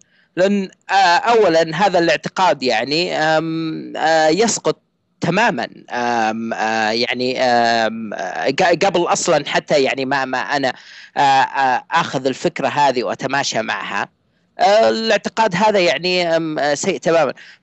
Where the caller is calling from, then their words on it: Saudi Arabia; انا اكلمك من السعوديه، وانا ملحد